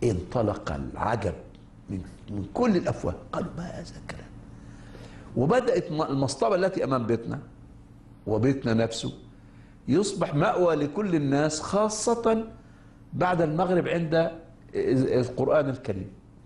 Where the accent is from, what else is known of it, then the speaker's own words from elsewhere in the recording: Egypt; عندنا في مصر الناس في صلاة الجمعة عندما يذهبون المسجد قبل الصلاة بنصف ساعة